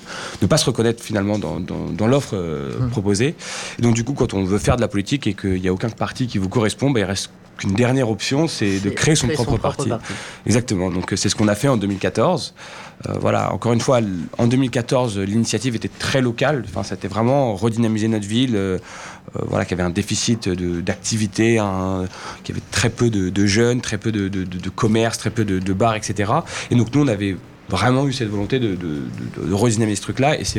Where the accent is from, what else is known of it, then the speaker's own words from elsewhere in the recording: Saint-Cloud, Île-de-France, France; Moi je suis né à Saint-Cloud, dans la ville dans laquelle on s'est présenté avec Allons Enfants, où est né Allons Enfants. J'y ai toujours vécu, j'ai fait mes études, j'ai eu mes amis, j'y suis encore aujourd'hui.